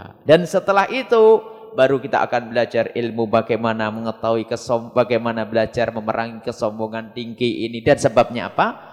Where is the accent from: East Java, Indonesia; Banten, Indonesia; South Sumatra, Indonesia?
East Java, Indonesia; Saya Jawa Timur. Jadi kalau ngomong Jawa Barat enggak enak di sini, Jawa Timur karena kami Jawa Timur. Cuman sekarang sudah jadi Jawa Barat, KTP-nya sudah resmi Jawa Barat.